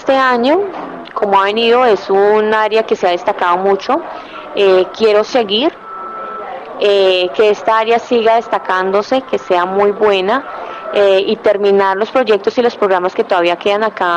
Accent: La Mesa, Cundinamarca, Colombia; yo soy mesuna, nací aquí en La Mesa hace 25 años. Terminé mis estudios acá, me fui a Bogotá a estudiar

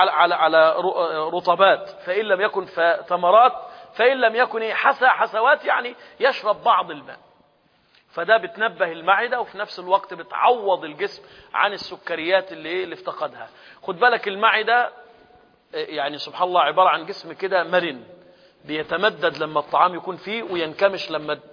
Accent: Egypt; إحنا عندنا في مصر بيضربوا مدفع

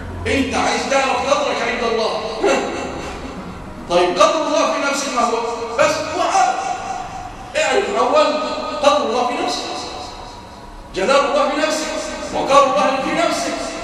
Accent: Egypt; اللهم اجعل بلادنا مصر وسائر بلاد

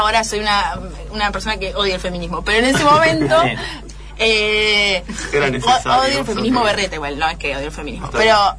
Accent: La Plata, Buenos Aires Province, Argentina; en Capital, yo soy de La Plata, ¿viste? En Capital no es fácil conseguir

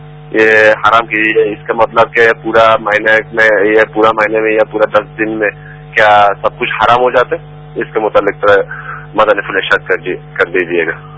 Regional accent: Bangladesh; Urdu is a second language; now in Al Ain, United Arab Emirates; میں یو اے ای کا شہر علین شریف سے بات کر رہا ہوں. میرا تعلق بنگلہ دیش سے ہے جی

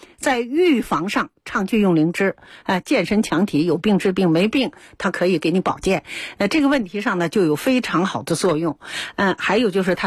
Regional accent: China

